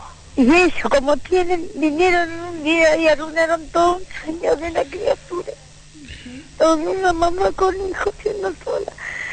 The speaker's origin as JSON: {"language": "Spanish", "country": "Argentina"}